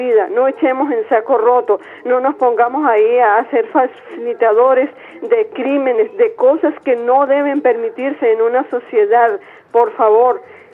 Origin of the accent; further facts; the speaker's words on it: Táchira, Venezuela; me preocupa como tachirense, como venezolana, como madre, como hija